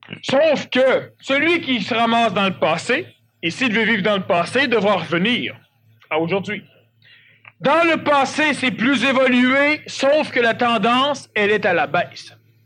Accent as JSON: {"language": "French", "region": "Quebec", "country": "Canada", "tie": "born there", "said": "je suis Québécois, je l'ai déjà dit, je le répète, je suis Québécois, je suis né au Québec"}